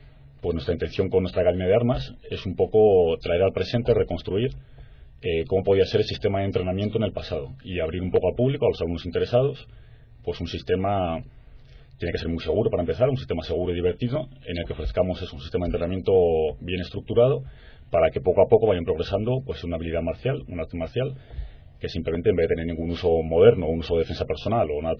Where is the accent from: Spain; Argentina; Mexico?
Spain; Nos preguntaban de dónde éramos y decíamos que de España.